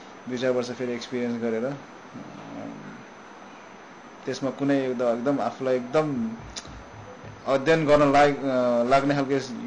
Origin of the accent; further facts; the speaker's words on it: Pokhara, Gandaki Province, Nepal; म पोखरामै हुर्केँ तर पोखराबाट त्यहाँदेखि नै अन्नपूर्ण र माछा पुछ्रे जहिले त्यहाँ हाम्रै घर अगाडि